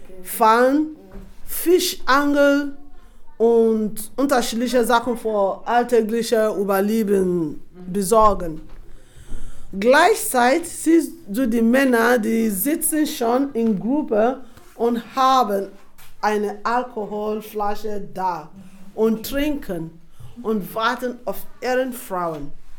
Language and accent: German; Nembe, Bayelsa, Nigeria; German is a second language; now in Germany; ich erkläre ein bisschen, von wo ich herkomme. Ich komme aus einem Ort namens Nembe.